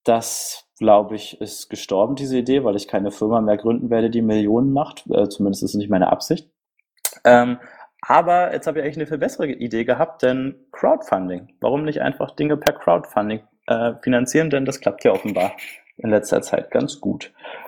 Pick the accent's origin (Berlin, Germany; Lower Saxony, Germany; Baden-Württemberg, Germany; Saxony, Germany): Berlin, Germany; Ich bin aus Berlin und 29 Jahre alt.